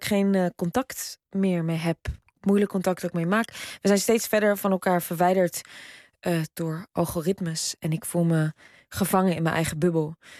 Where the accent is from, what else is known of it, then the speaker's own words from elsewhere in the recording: Netherlands; ik kom uit een dorp. Dus ik hou ook heel veel van Nederland. En ik kom echt uit een idyllisch Nederlands dorp, waar ik echt met heel veel blijheid en vrijheid ben opgegroeid.